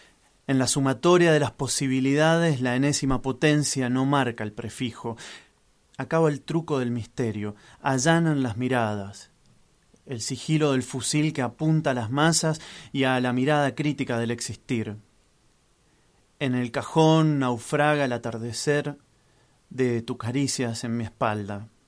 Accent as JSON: {"language": "Spanish", "region": "Mendoza", "country": "Argentina", "said": "Bueno, sí, vengo de Mendoza, soy periodista y educador popular"}